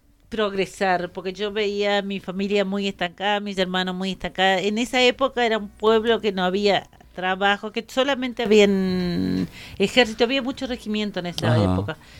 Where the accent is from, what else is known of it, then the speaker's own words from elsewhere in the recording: Curuzú Cuatiá, Corrientes, Argentina; also born or lived in Buenos Aires; Yo soy de Curuzú, Cuatía de Corrientes. Viví 30 y algo de años en Buenos Aires, pero mi tonadita no se va a ir.